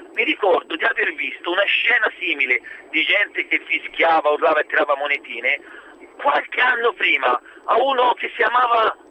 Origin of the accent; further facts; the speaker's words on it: Siena, Tuscany, Italy; amici miei da buon toscani, e festeggiammo in Piazza del Campo a Siena la nostra culla, la nostra seconda madre